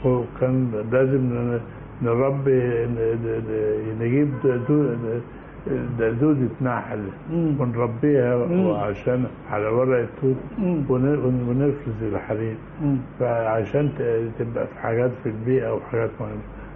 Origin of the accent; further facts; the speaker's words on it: Mansoura, Dakahlia, Egypt; انا اتعلمت من اتولدت في المنصورة، ووالدي ووالدتي من الدقهلية، واتعلمت في المدرسة الابتدائي.